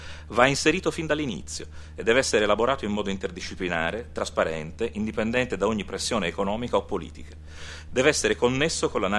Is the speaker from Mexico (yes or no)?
no; Florence, Tuscany, Italy; E devo dire che da questo punto di vista, da fiorentino, registro che domani al Teatro dell'Opera, Teatro dell'Opera di Firenze